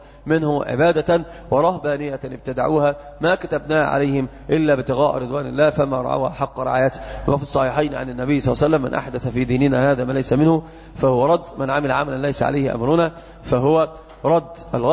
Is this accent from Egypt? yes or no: yes; Egypt; وهذا انتشر جدا عندنا في مصر